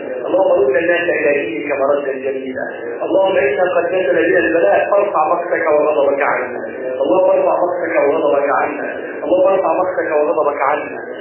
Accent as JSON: {"language": "Arabic", "country": "Egypt", "said": "اجعل بلدنا مصر بلدا حاكما وسائر بلاد المسلمين"}